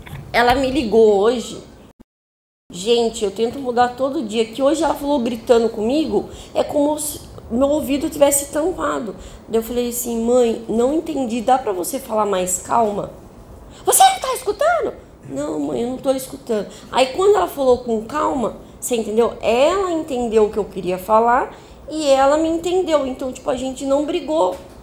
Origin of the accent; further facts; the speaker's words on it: Sorocaba, São Paulo, Brazil; eu sou de Sorocaba e a gente mora, tipo, tudo junto.